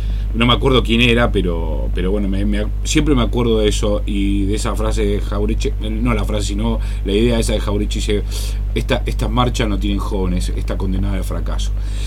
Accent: Argentina; el proceso histórico que nosotros tenemos como argentinos

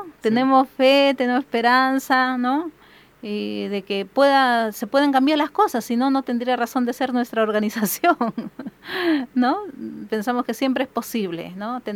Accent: Chimbote, Ancash, Peru; Yo soy de Chimbote, ¿no?

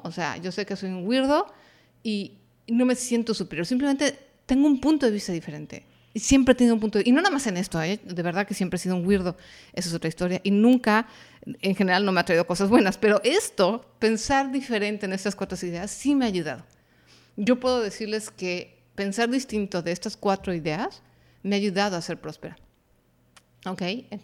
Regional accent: Mexico; Habrá gente en Latinoamérica que diga, no, en mi país no somos así, adelante, qué padre, pero sé que no nada más México adolecemos de estas cuatro ideas

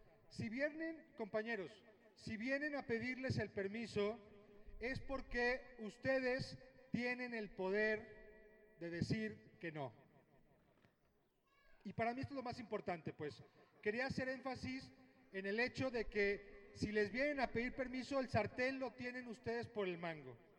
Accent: Guanajuato, Mexico; en Guanajuato, de donde yo vengo

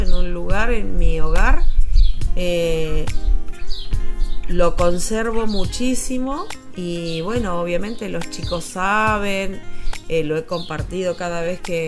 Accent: Huatraché, La Pampa, Argentina; now in General Campos, Argentina; actualmente vivo en General Campos. Soy nacida y criada en Huatraché. Tengo 47 años y apenas tenía casi 8 cuando se declaró el conflicto de Malvinas.

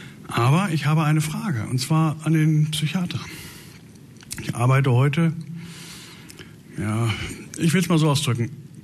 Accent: Paderborn, North Rhine-Westphalia, Germany; Ich will nur so viel sagen, ich komme aus Paderborn, bei Paderborn.

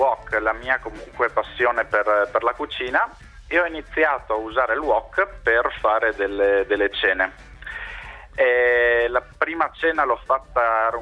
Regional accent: Conegliano, Veneto, Italy; moved away as an adult; now in Parma, Italy; io sono di Conegliano, che è in Veneto, e per lavoro mi sono trasferito a Parma. E questo a gennaio di quest'anno

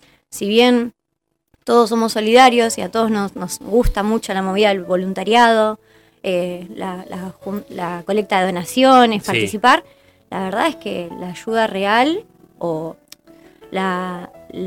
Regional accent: General Daniel Cerri, Buenos Aires Province, Argentina; Yo soy de Cerri, de toda la vida, desde los 3 años hasta el día de hoy. No me quiero ir.

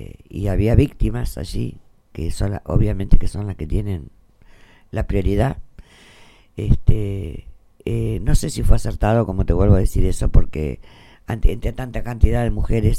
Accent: Buenos Aires Province, Argentina; born there; now in Santa Rosa, Argentina; yo no soy de acá, soy nacida en Buenos Aires, en un pueblito muy pequeño, muy chiquitito, está allá por cerca de la zona de Coronel Bransen

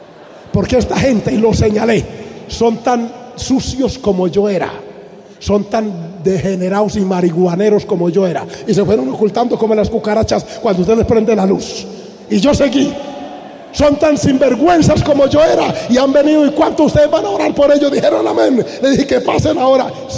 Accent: Antioquia, Colombia; yo soy de origen paisa, mis abuelos, papás, todas mis generaciones de aquí. Y nosotros somos habladores extrovertidos.

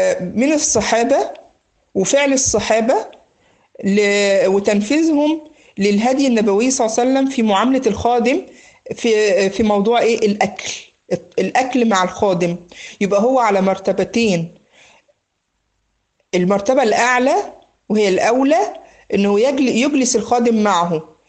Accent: Egypt; بيقول له زي ما بنقول عندنا في مصر هنا ايه

